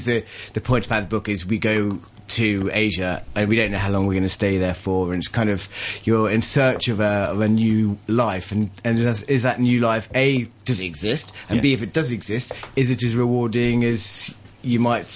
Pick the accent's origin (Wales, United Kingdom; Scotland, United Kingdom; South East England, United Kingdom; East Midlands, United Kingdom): East Midlands, United Kingdom; I grew up in Leicestershire, and Leicester is 50% non-white.